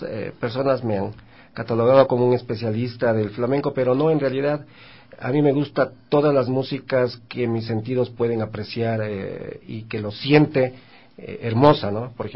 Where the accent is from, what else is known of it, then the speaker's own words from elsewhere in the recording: Quito, Pichincha, Ecuador; Bueno, yo soy quiteño, ya tengo más de 45 años.